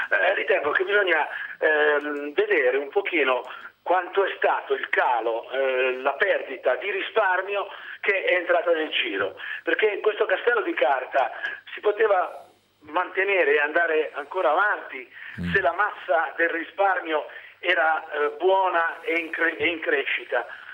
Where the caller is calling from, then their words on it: Prato, Tuscany, Italy; Ah, non sono da Reggio Emilia, da Prato.